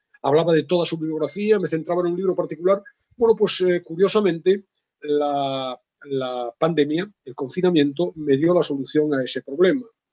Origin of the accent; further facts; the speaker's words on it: Vigo, Galicia, Spain; now in Salamanca, Spain; Yo soy de Vigo, obviamente me desenvuelvo en mi vida profesional en Salamanca, vivo aquí